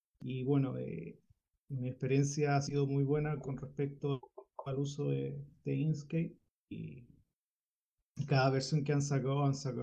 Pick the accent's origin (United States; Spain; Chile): Chile; aprovecho de indicar de que soy de Chile